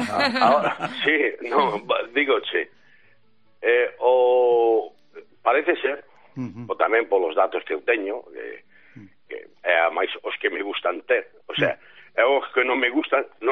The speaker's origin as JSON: {"language": "Galician", "region": "Galicia", "country": "Spain", "said": "Decir, ojo, que os galegos somos galegos, sabemos ser galegos."}